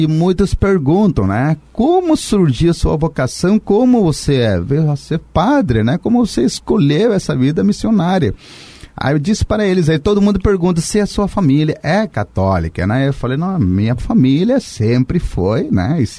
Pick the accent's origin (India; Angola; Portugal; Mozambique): India; now in Brazil; Lá na Índia ainda, sabe? Isso na época quando tinha 15 anos. Então isso foi em 1989